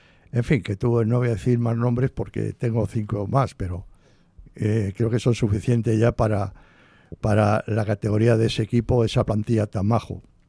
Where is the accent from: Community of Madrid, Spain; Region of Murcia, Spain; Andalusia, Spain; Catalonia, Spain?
Community of Madrid, Spain; Madrid; a mí me apodan … Yo no sé si es porque soy del barrio de Vallecas